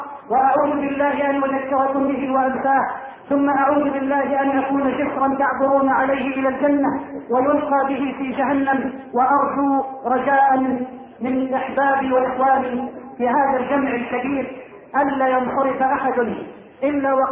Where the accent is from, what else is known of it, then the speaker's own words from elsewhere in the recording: Egypt; اللهم اجعل بلدنا مصر واحة للامن والامان